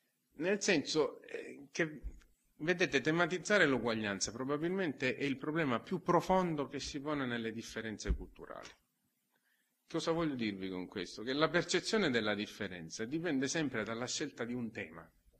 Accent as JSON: {"language": "Italian", "region": "Sicily", "country": "Italy", "said": "Dopodiché le ho detto, no, vabbè, però sono siciliano."}